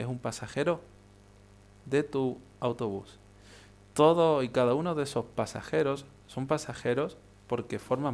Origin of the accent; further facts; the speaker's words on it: Marbella, Andalusia, Spain; yo que soy de aquí de Marbella, en Málaga